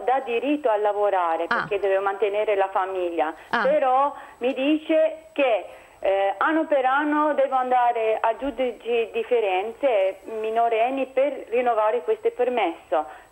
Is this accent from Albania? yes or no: yes; Albania; Italian is a second language; Sono albanese, sì.